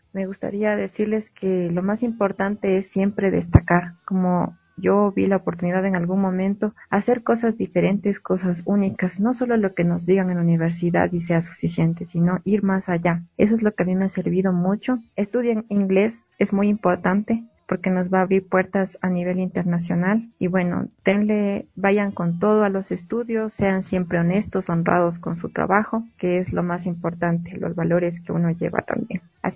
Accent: Latacunga, Cotopaxi, Ecuador; yo soy de la Tacunga.

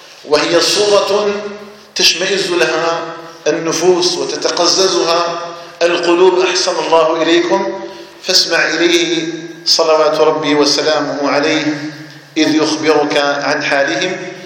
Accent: Algeria; أن يجعل الجزائر بلدنا آمنا مطمئنا

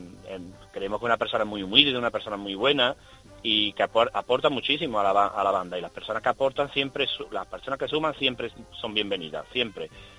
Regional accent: Albaida del Aljarafe, Andalusia, Spain; yo soy de Albay de Aljarafe, un pueblo de la provincia de Sevilla.

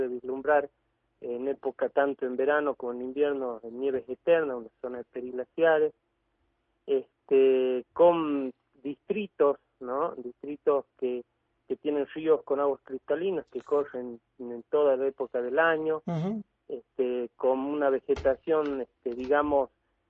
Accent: Catamarca, Argentina; born or raised there; also born or lived in Buenos Aires / Avellaneda

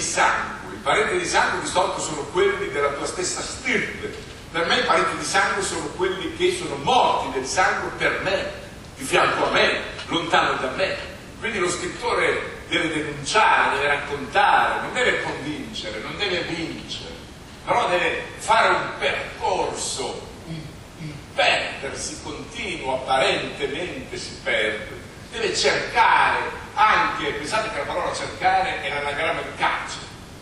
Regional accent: Emilia-Romagna, Italy; Vedere che la Romagna, la mia terra, che nego che sia la mia terra

